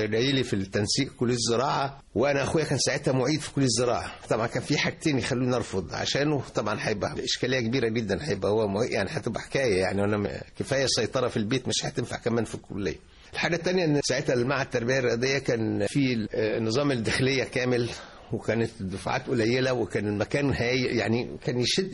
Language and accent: Arabic; Al Qanatir al Khayriyya, Qalyubia, Egypt; also born or lived in Beheira; أنا تربيت في القناطر الخيرية برضو، أنا حكاية برضو خطوط متقاطعة. بلدنا أصلا محافظة الشرقية، إنما اتولدت في البحيرة لأن والدي كان الله يرحمه في الخاصة الملكية، فكنا بنتنقل من التفتيش. اتولدت في البحيرة، وأنا صغير بقى لنا القناطر الخيرية